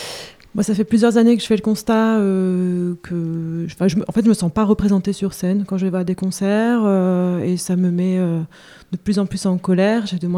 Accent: Hauts-de-France, France; also born or lived in Lyon; je suis pas lyonnaise d'origine. Je suis du Nord, donc je retrouve un petit peu.

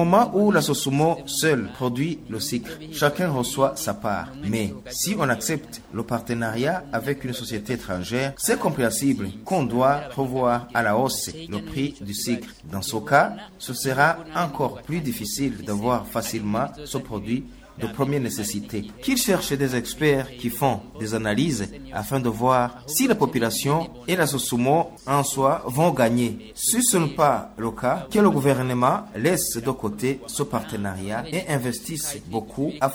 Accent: Burundi; En tant que Burundais

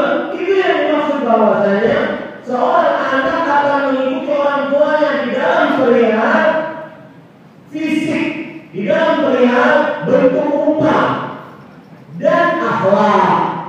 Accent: Banjarmasin, South Kalimantan, Indonesia; itu istilah Banjarmasin, kota saya

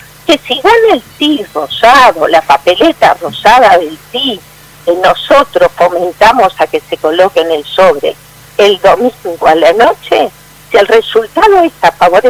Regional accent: Uruguay; en realidad somos todos ciudadanos uruguayos, vamos a seguir siendo ciudadanos uruguayos

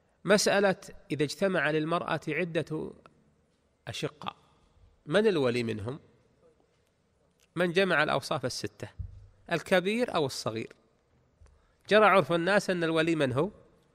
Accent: Najd, Saudi Arabia; درج الناس عندنا في المملكة العربية السعودية ولا سيما في نجد

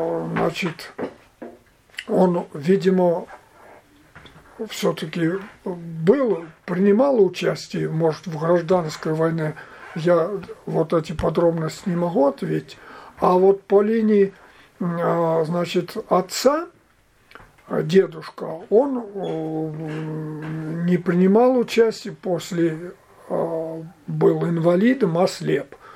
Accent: Gavrilovka, Tambov Oblast, Russia; Родился я в селе Гавриловка, Гавриловского района, Тамбовской области.

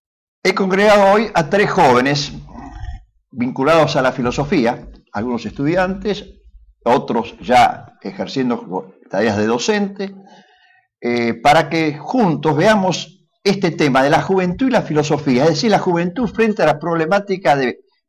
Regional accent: Argentina; como argentinos, nos preocupa, sin duda alguna, que existe una crisis en el mundo occidental

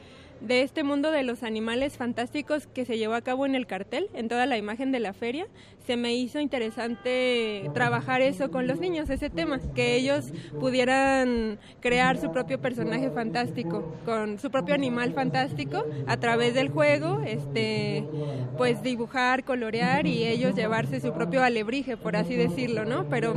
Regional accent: Puebla, Mexico; porque yo soy de Puebla, siempre la he visitado

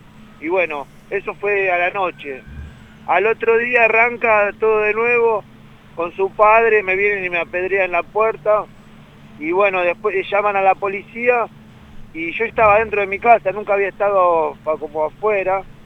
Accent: Banfield, Buenos Aires Province, Argentina; Acá en Banfield, yo soy de Banfield

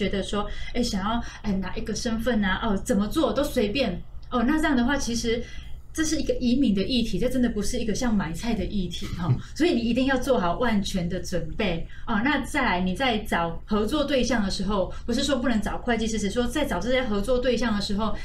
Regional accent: Taiwan; 因为其实我们台湾人是非常欢迎香港人过来的

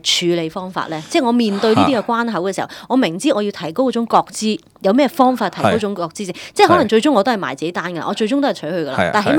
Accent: Chaozhou, Guangdong, China; 我系潮州人嚟嘅，屋企重男轻女嘅。

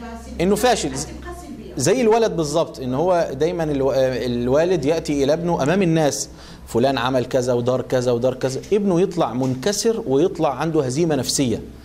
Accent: Egypt; يعني مثلا احنا عندنا في مصر ممكن الراجل عشان يزوج بنته بيروح يا اما يسرق يا اما ياخد قرض ربوي

